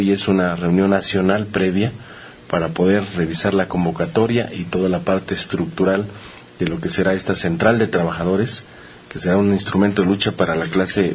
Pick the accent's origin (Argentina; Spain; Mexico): Mexico; que nos permita levantar nuestra conciencia como mexicanos